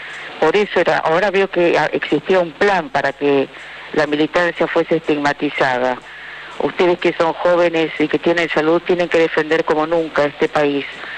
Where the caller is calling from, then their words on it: Buenos Aires, Argentina; Hola, soy … de Palermo.